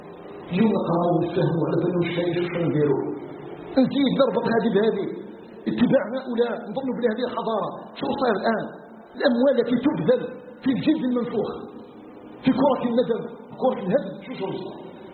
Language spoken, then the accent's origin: Arabic; Algeria